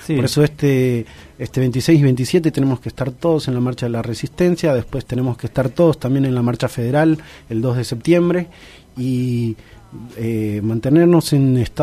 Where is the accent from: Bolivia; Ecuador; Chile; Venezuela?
Bolivia; A mí me da muchísima vergüenza, siendo boliviano, contar esto que voy a contar